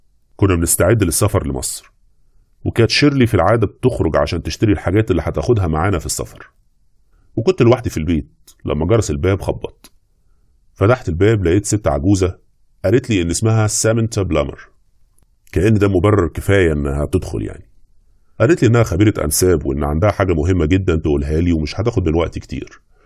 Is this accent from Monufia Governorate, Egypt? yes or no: yes; Monufia Governorate, Egypt; also born or lived in United States; 50 سنة، قضيت وقت طويل من حياتي في امريكا ولسه راجع مؤخرا. انا اصلا من المنوفيه،